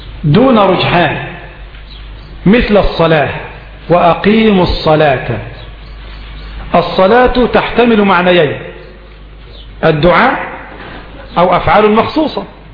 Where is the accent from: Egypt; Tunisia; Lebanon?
Egypt; الجراد يا أخواني نحن كمصريين لا نأكله